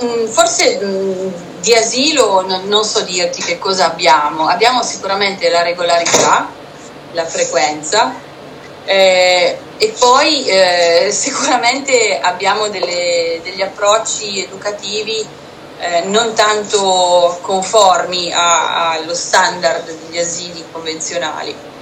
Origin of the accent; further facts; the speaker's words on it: Piedmont, Italy; Essendo piemontese abbiamo questa tendenza al ribasso